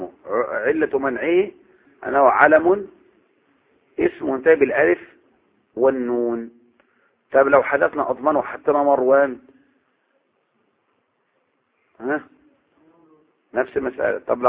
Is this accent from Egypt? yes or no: yes; Egypt; ولهذا اللي يجي احنا نيجي بقى نستدل على بلدنا مصر بأي آية